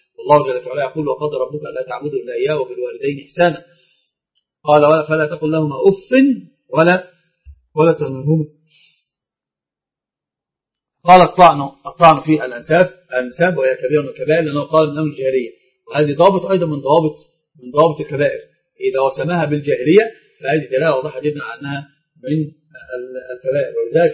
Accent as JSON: {"language": "Arabic", "country": "Egypt", "said": "طبعا عندنا في مصر بالذات الخطأ الفاحش اللي نقع فيه"}